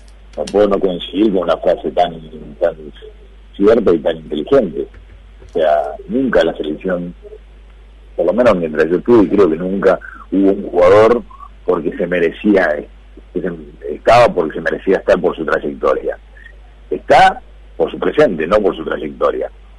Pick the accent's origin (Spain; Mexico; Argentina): Argentina; porque somos argentinos y queremos que en Río tengamos más presencia.